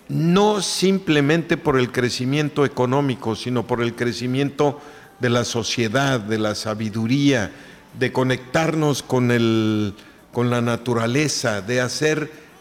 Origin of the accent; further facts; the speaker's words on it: Oaxaca, Mexico; pues sí, pues soy oaxaqueño